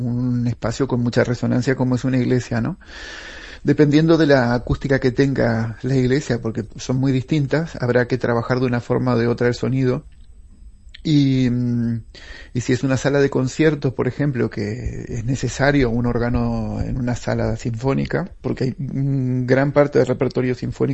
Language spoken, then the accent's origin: Spanish; Paysandú, Uruguay; yo crecí en Paysandú, en la Plaza Constitución, justo en la iglesia, frente a donde está la iglesia principal, que es donde está el órgano.